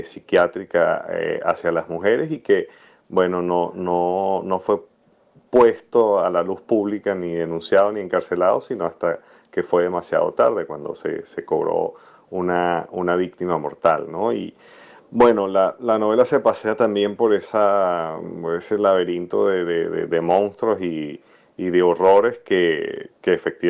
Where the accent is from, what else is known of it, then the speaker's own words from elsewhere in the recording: Caracas, Capital District, Venezuela; yo como caraqueño, que viví toda mi vida allá, lo padecí como cualquier persona.